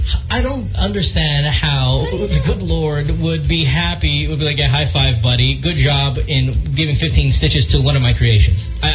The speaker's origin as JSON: {"language": "English", "country": "Philippines", "said": "Of course, we all love him. He's one of ours. We do, being Filipino and everything."}